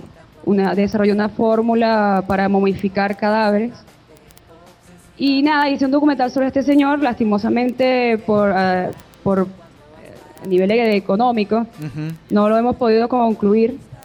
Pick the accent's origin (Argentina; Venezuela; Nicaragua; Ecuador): Venezuela; nosotros como venezolanos aquí en los estudios de doblaje